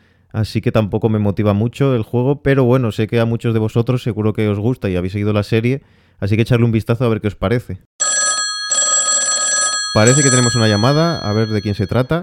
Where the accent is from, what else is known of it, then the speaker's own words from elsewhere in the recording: Spain; Sí, yo soy de España, sí.